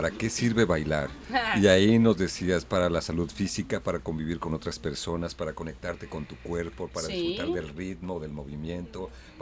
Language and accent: Spanish; Arandas, Jalisco, Mexico; Yo soy de Arandas, entonces cuando me vine a la ciudad, pues me quedé un poco con esa inquietud del contacto con la naturaleza